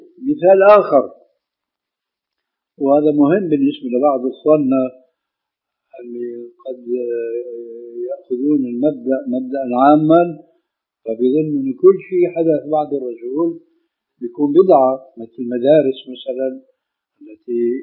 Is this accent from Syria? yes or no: yes; Syria; يلا كما يقولون عندنا في سوريا